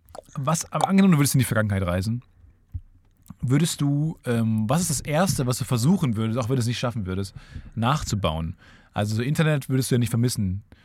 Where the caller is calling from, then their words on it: Luxembourg; German is a second language; Auf euren Wunsch hin melde ich mich als weibliche Zuhörerin, die dann auch noch Ausländerin ist. Ich bin Luxemburgerin